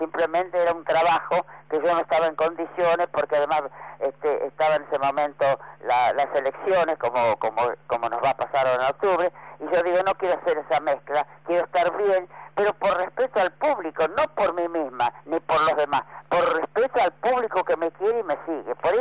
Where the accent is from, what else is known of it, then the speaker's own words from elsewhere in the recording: Buenos Aires, Argentina; que soy bastante porteña y también campesina.